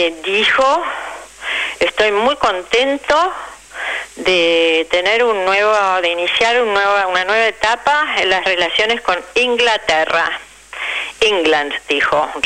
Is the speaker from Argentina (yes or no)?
yes; Argentina; De verdad me avergüenza como argentina